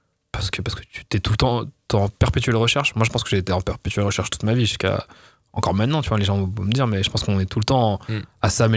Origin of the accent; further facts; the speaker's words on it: Nice, Provence-Alpes-Côte d'Azur, France; moi, je viens de Nice, quand j'étais petit, je passais mes vacances à Sospel. Sospel, c'est dans la vallée de Roya.